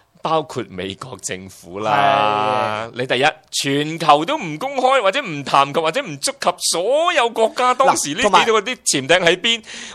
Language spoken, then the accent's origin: Cantonese; Zhangjiakou, Hebei, China; 嗰次我讲俾你听嘅嗰个城市叫张家口，